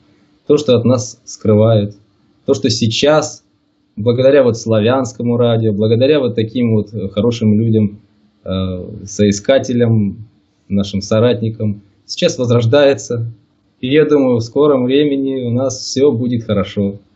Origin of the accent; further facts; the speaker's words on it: Makiivka, Donetsk Oblast, Ukraine; Сам я родом из Донбасса, где сейчас и проживаю. Ныне так называемая Донецкая Народная Республика. Живу в городе Макеевке, это рядом с Донецком. Родился здесь, вырос здесь.